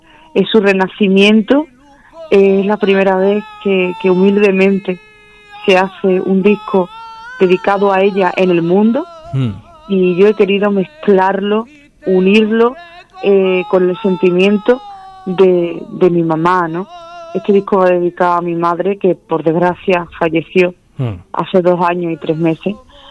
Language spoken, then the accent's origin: Spanish; Seville, Andalusia, Spain; born there; porque yo nací en Triana.